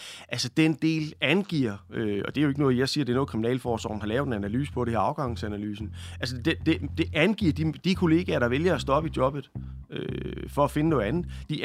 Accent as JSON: {"language": "Danish", "region": "Region of Southern Denmark", "country": "Denmark", "said": "ligesom jeg vil sige hjemme på Fyn, så ser det ud af helvede til"}